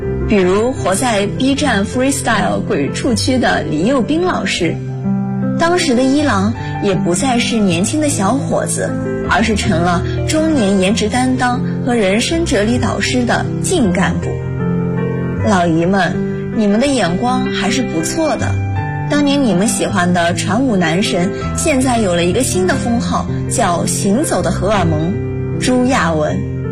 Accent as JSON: {"language": "Chinese", "region": "Jiangsu", "country": "China", "said": "大家好，我是来自江苏的"}